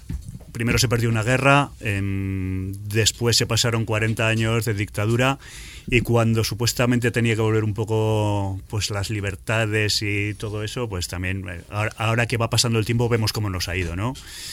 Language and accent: Spanish; Catalonia, Spain; born there; now in La Rioja, Spain; yo, aunque vivo en La Rioja, soy mitad y mitad. Mi padre es riojano, mi madre es catalana. Yo nací en Cataluña y nací en el Bergadá. El Bergadá es una zona prepirenaica que fue tierra de maquis